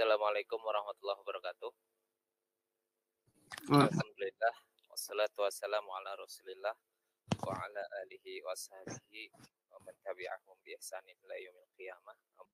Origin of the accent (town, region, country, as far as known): Jakarta, Indonesia